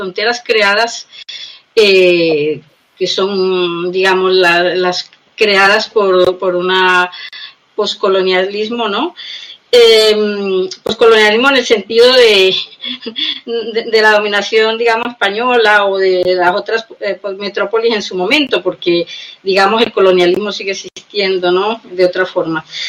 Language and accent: Spanish; Colombia; moved away; yo soy migrante, soy colombiana.